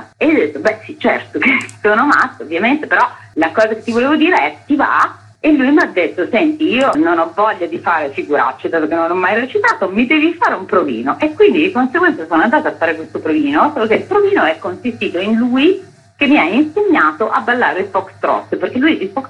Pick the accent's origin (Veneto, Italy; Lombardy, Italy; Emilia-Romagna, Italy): Lombardy, Italy; Milan; now in Rome, Italy; io sono nata a Milano, cresciuta a Milano, ormai sono tantissimi anni che sono a Roma